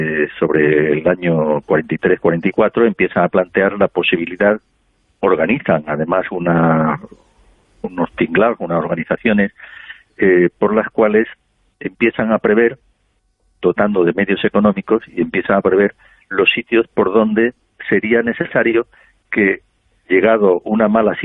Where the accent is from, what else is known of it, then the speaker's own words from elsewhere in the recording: Andalusia, Spain; Yo es por hacerle un favor a mi tierra, es que se vive muy bien aquí en Andalucía, claro, y en la Costa del Sol